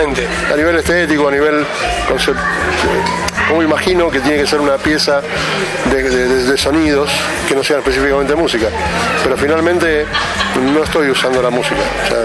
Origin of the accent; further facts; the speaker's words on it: Lomas de Zamora, Buenos Aires Province, Argentina; born there; nací en Loma de Zamora hace casi 59 años, en La Parva.